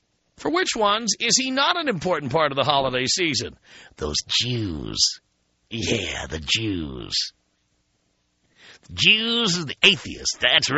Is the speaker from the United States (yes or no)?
yes; Bronx, New York, United States; By the way, I grew up in the Bronx